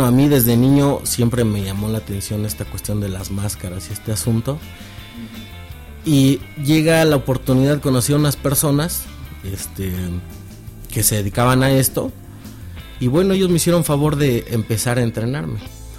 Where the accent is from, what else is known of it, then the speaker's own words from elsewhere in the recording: Pachuca, Hidalgo, Mexico; Pachuca, Hidalgo.